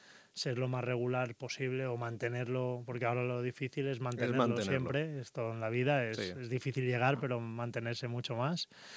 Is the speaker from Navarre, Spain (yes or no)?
no; Crevillent, Valencian Community, Spain; al final todo el mundo sabe que soy de Crevillente